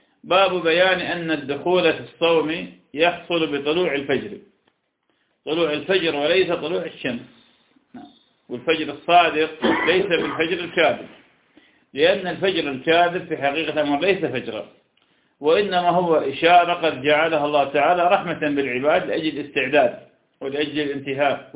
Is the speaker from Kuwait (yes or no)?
no; Iraq; يعني مرة عندنا بالعراق ثبتت الرؤية